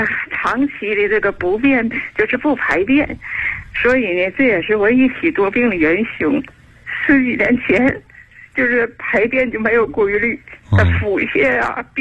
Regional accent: Shenyang, Liaoning, China; moved away as an adult; now in Chengdu, China; 我是地道的沈阳人，2007年呢，我在沈阳听过老师广播。

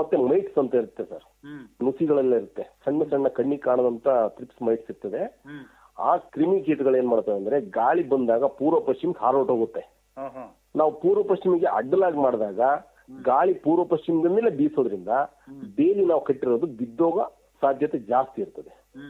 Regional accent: Palya, Karnataka, India; ನನ್ನ ಸ್ವಂತ ಊರು ಬಂದು ಹಾಸನ ಜಿಲ್ಲೆ, ಆಲೂರು ತಾಲೂಕು ಪಾಳ್ಯ ಅಂತ ಹೇಳಿ ನನ್ನೂರು ಅಂತ. ಅಲ್ಲಿಂದ ನಾನು ಮದುವೆನ ಕುಶಾಲನಗರದಲ್ಲಿ ಮಾಡ್ಕೊಂಡೆ.

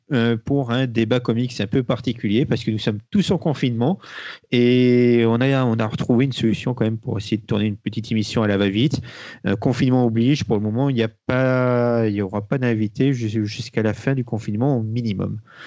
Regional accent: France; Et en tant que Français

